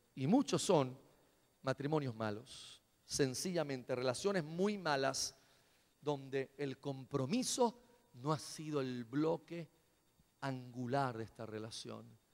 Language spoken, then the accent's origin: Spanish; Caguas, Puerto Rico; de donde yo vengo, usted a las 5 o 6 de la tarde pase un martes, un miércoles por uno de los pubs en una de nuestras avenidas de Caguas